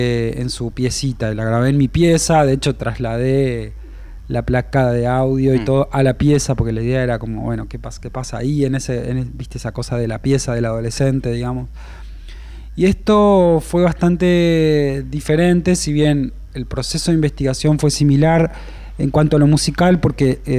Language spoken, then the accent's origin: Spanish; La Paz, Entre Ríos, Argentina; porque soy de La Paz, es como el porteño que nunca subió al obelisco, ¿viste?